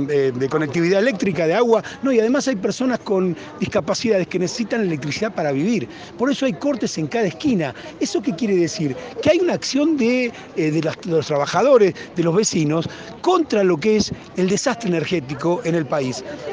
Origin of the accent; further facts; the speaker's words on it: Buenos Aires, Argentina; en la provincia de Buenos Aires, que es de donde yo vengo, en la capital